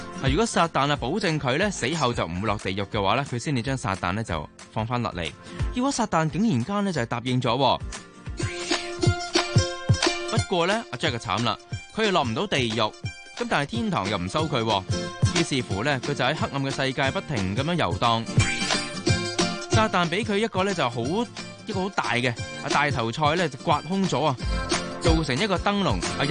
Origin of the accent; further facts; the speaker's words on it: China; 我哋中国人咧就话七月嘅时候咧唔好咁夜出去啦啊，早啲翻屋企。